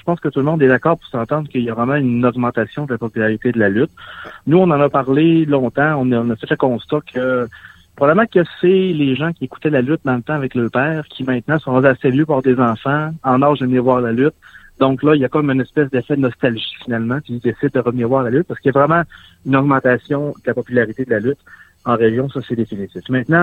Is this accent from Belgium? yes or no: no; La Baie, Quebec, Canada; Moi, je viens de la Baie.